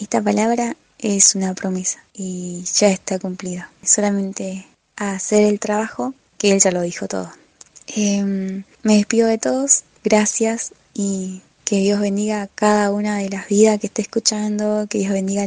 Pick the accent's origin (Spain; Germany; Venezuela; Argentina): Argentina; now in Peru; Ahora estudiando somos 3 argentinos.